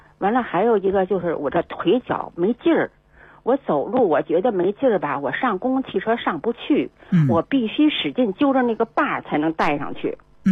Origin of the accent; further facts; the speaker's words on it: Beijing, China; 我是北京人，我今年72岁了。